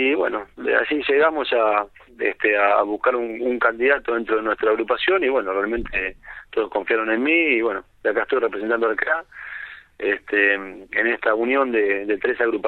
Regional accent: Avellaneda, Buenos Aires Province, Argentina; born there; yo jugué en divisiones inferiores, en infantiles en Racing, nací en Avellaneda.

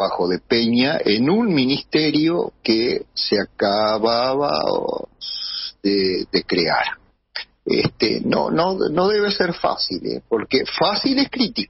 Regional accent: Uruguay; el uruguayo en particular, ustedes saben cómo somos los rioplatenses, herederos de los tanos y vascos y un montón de gente

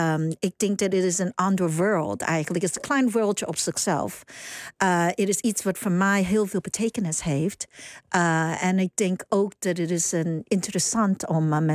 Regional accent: New York, United States; now in Netherlands; toen ik opgroeide in New York, had ik nooit bedacht dat ik ooit in Nederland zou belanden.

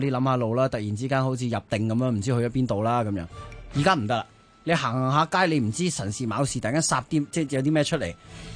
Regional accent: Hong Kong; 即系呢个系真系令到我哋香港人成长嘅一啲东西

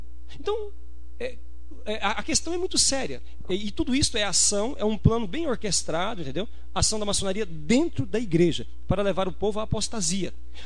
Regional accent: Anápolis, Goiás, Brazil; Eu sou de Anápolis.

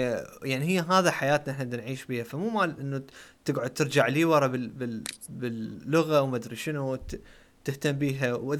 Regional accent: Iraq; على اعتباراني نحن عراقيين ما ليش قلت عراقيين بس انه احنا عراقيين نحكي عراقي

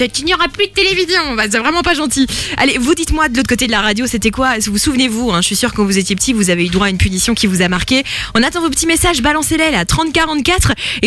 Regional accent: United Kingdom; accent: English; French is a second language; Et c'est pas très très gentil de se moquer de mon accent anglais.

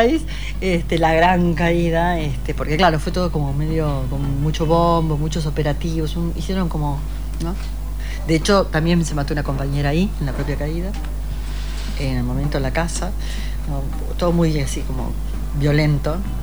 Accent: Uruguay; yo claro, soy uruguaya

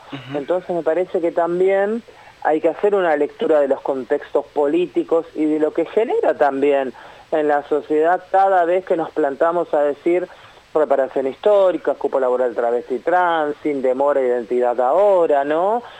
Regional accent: Buenos Aires Province, Argentina; pero somos bonaerenses, entonces también nuestro documento y nuestras consignas tienen que ver con lo que vivimos en nuestro territorio

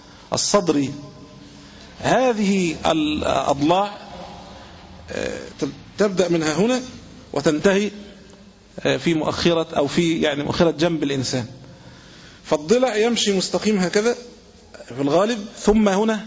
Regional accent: Egypt; عندنا في العامية، عندنا في مصر هنا

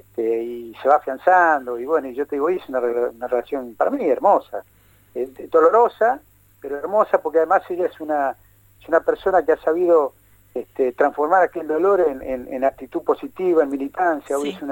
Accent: Buenos Aires, Argentina; now in La Plata, Argentina; Yo vengo de un pueblo del interior de la provincia de Buenos Aires

